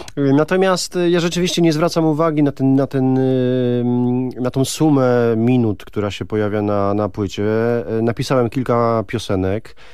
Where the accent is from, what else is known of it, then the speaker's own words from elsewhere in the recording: Ślesin, Greater Poland Voivodeship, Poland; miasta, z którego się wywodzę, czyli ze Ślesina. To małe miasteczko, ale bardzo piękne i cudowne.